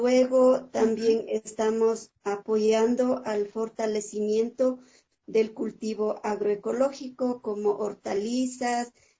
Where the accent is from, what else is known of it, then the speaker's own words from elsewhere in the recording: Pijal, Imbabura, Ecuador; pertenezco al biocorredor Pisque Mojanda San Pablo, soy de Imbabura, de mi comunidad de Pijal